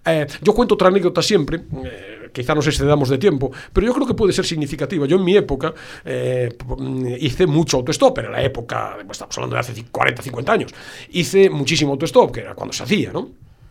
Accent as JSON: {"language": "Spanish", "region": "Galicia", "country": "Spain", "accent": "Galician", "said": "probablemente los oyentes hayan percibido mi sonsonete final, en mi canto un poco cuando hablo. Viniendo de Galicia"}